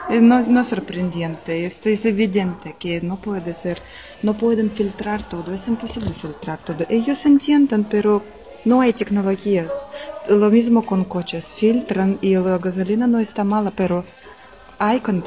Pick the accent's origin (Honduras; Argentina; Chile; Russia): Russia; Spanish is a second language; moved away as an adult; now in Spain; pero yo no soy de aquí, yo soy rusa y aquí estoy casada con un hombre de aquí y vivo ya 3 años.